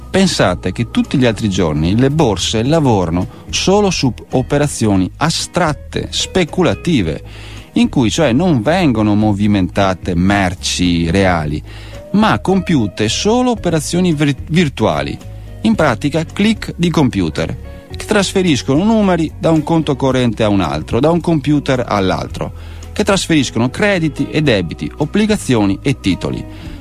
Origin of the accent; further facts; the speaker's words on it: Veneto, Italy; accent: Venetian; come sentirete dall'accento sono veneto